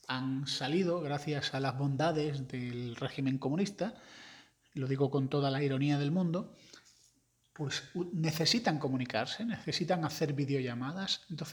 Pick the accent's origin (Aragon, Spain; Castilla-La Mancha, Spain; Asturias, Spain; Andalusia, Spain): Andalusia, Spain; Yo que soy andaluz y que soy graciosete, me llevo muy bien con ellos.